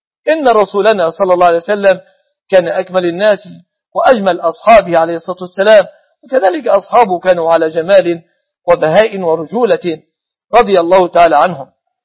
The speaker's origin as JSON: {"language": "Arabic", "country": "Egypt", "said": "كما أسأله سبحانه أن يحفظ بلادنا مصر أمنة مطمئنة"}